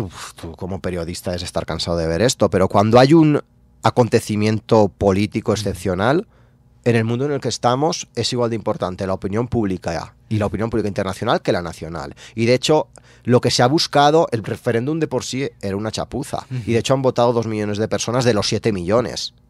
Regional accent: Valencian Community, Spain; yo soy valenciano, que es una comunidad que está, hablamos catalán también, de hecho el siglo de oro de las letras catalanas fue en Valencia, y compartimos una cultura como muy fuerte, yo hablo catalán.

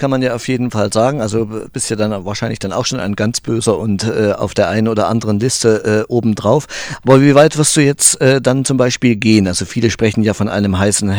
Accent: Thuringia, Germany; Ich bin ja aus Thüringen

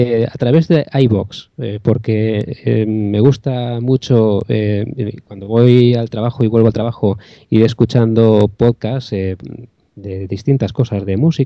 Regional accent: Llíria, Valencian Community, Spain; soy de Llíria, que es una ciudad que está cerquita de Valencia, la llaman la ciudad de la música.

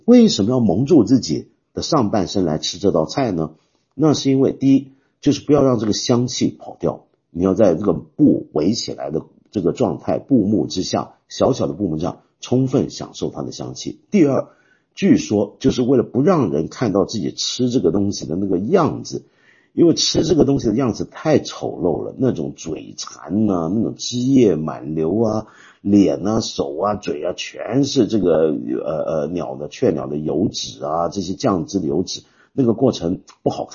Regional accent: Guangdong, China; 这个东西马上就会让我们中国人想起一种我们广东人的美食，叫做什么呢？荷花雀。

